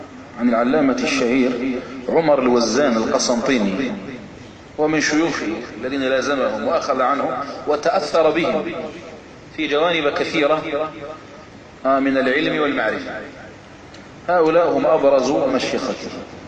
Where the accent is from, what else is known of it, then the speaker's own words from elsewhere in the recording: Algeria; الجزائر بلدنا الجزائر المحمية بالله عز وجل